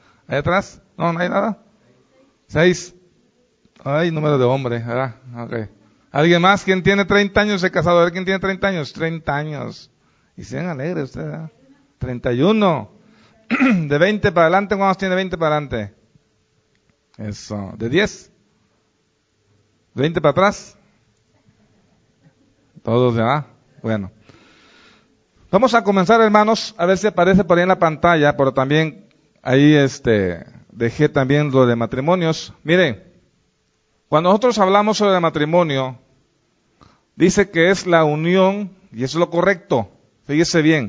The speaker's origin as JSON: {"language": "Spanish", "country": "Mexico", "said": "Como mexicanos, ahí está la ley."}